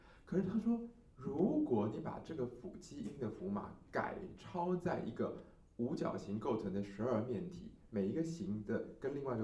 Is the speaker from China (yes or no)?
no; Taiwan; 我们台湾人的说法说比较有 feel